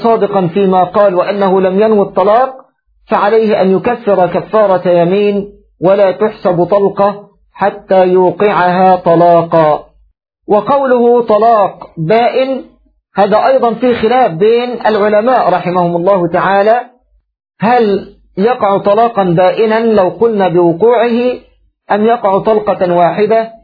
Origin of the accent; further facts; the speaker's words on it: Egypt; فالرجل كما تقول العامة عندنا في مصر يربط بلسانه